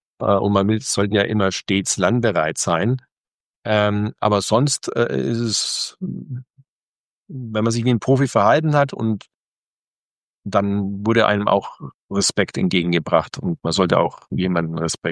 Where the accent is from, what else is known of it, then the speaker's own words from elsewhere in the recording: Germany; Ich bin Deutscher und das ist mein Heimatland